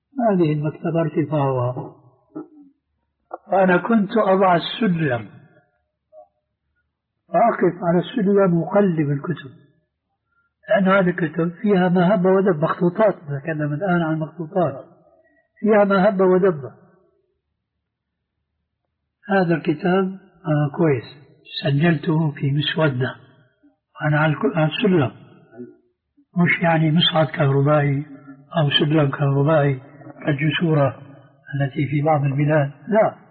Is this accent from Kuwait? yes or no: no; Syria; وبلط وشيرة أيضا يقولون عندنا في الشام